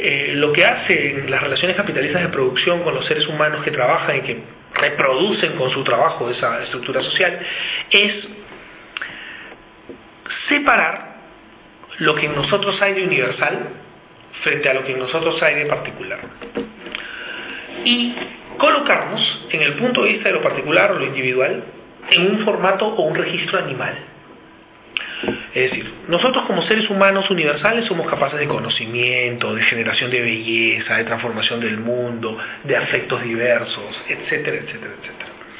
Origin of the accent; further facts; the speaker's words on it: Peru; Yo vengo de Perú, ahí tenemos un tema con el capital extractivo